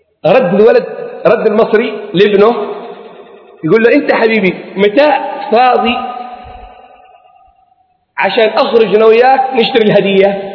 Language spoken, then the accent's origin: Arabic; Mukalla, Hadhramaut, Yemen; born there; خريج المعهد العالي للتوجيه والإرشاد، من مواليد المكلا، الأصل من حضرة من دوعن،